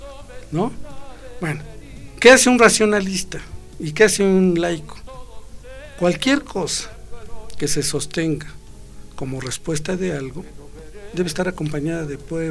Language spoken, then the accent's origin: Spanish; Mexico; Los mexicanos nacemos a donde se nos pega la gana.